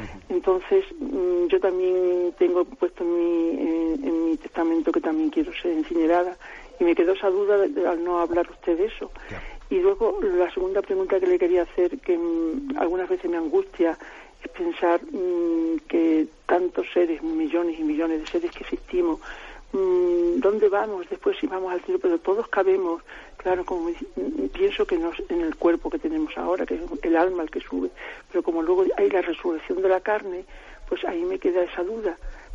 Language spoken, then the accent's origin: Spanish; Salamanca, Castile and León, Spain; de Salamanca.